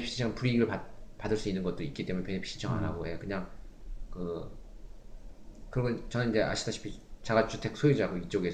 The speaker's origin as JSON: {"language": "Korean", "country": "South Korea", "said": "그거는 제가 대한민국 사람이기 때문에"}